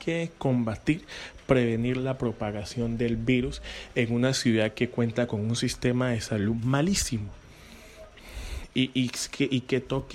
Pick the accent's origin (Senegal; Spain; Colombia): Colombia; Buenaventura, Valle del Cauca; nos permite, al menos como bonaerense, poder decir y reclamar que necesitamos recursos para inversión en materia de salud